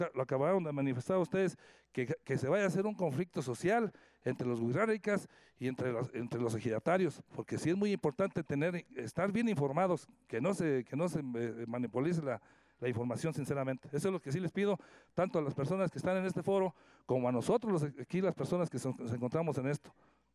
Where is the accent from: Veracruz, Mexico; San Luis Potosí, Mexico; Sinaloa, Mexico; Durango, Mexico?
San Luis Potosí, Mexico; Villa La Paz; Yo vengo de Villa La Paz, un pueblo completamente minero por excelencia de hace más de 200 años.